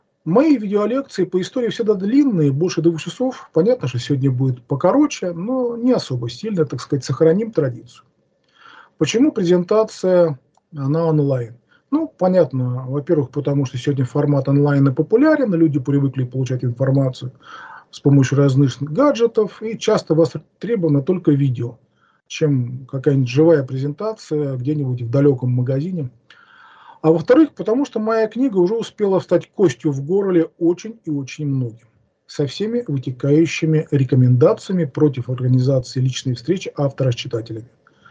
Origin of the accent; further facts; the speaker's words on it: Amur Oblast, Russia; also born or lived in Russian Far East; now in Saint Petersburg, Russia; Родился на Дальнем Востоке, в школьные годы жил в Амурской области, с 79 года постоянно живу в Ленинграде.